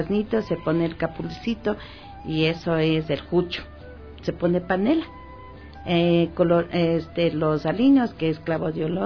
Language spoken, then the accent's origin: Spanish; Ambato, Tungurahua, Ecuador; tengo ese orgullo de ser ambateña.